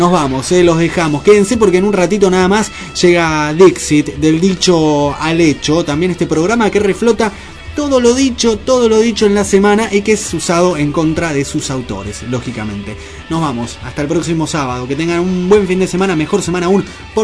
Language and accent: Spanish; Lanús, Buenos Aires Province, Argentina; del lado de provincia vivía, vivía en Lanús